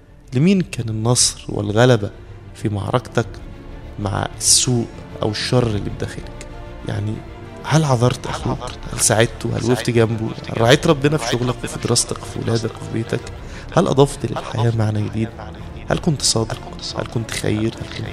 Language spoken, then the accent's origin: Arabic; Egypt; بدأنا نتشكك كمصريين في قدرتنا في التغلب على الأزمة